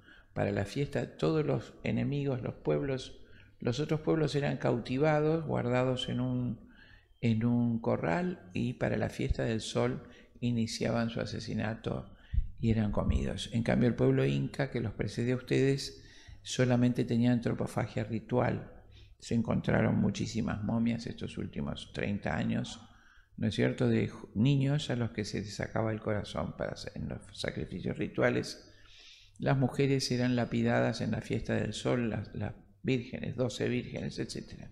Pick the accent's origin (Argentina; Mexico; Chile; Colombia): Argentina; en mi país, que es Argentina